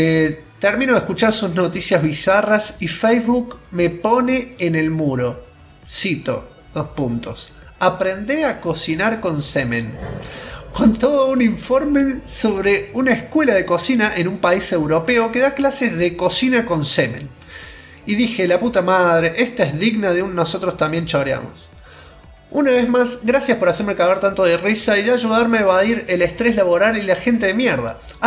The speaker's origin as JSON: {"language": "Spanish", "region": "Córdoba", "country": "Argentina", "said": "hola, yo soy de Córdoba y él es de Nueva York."}